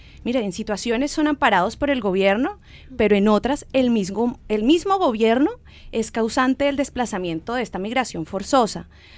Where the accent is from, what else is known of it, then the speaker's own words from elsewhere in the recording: Colombia; Como lo fue en una época que hubo en mi país, el tal llamado Plan Colombia